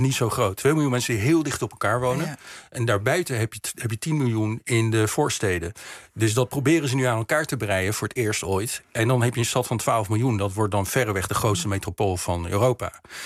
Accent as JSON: {"language": "Dutch", "country": "Netherlands", "tie": "born or raised there", "second_language": "Dutch", "said": "Kijk, ik ben in Nederland opgegroeid, dus ik heb datzelfde proces meegemaakt. Ik sprak beter, ik ging naar school, ik leerde meteen Nederlands. Ik sprak beter Nederlands dan mijn ouders."}